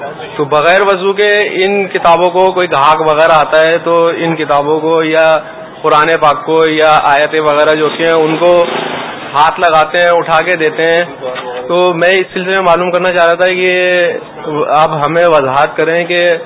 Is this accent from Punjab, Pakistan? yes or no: no; Karachi, Sindh, Pakistan; میرا تعلق کراچی سے ہے۔